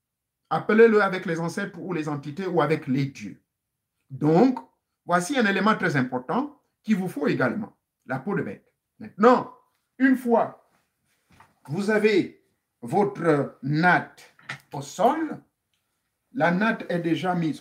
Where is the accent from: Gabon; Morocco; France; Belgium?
Gabon; Chez nous, en Gabon